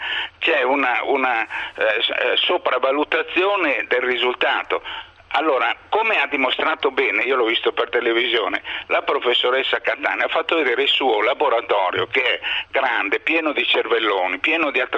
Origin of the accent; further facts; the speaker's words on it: Tuscany, Italy; io le chiamo così per me, sono toscano e faccio delle definizioni toscaneggianti